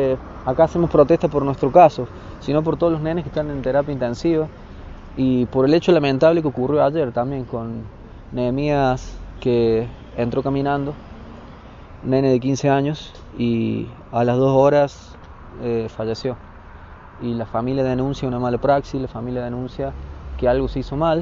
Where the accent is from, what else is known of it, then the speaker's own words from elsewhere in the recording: San Luis, Argentina; somos de San Luis, pero el lugar más cercano para tener familias era Villa Dolores, ya que la mamá es de La Finur, un pueblo de San Luis.